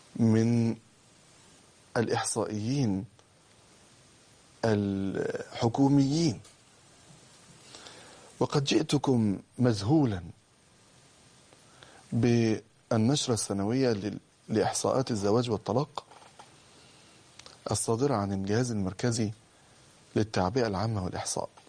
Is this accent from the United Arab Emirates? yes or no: no; Egypt; بقدر ما هزتني هذه الكلمات أن بلدنا مصر هي أكثر بلد في الدنيا فيها طلاق.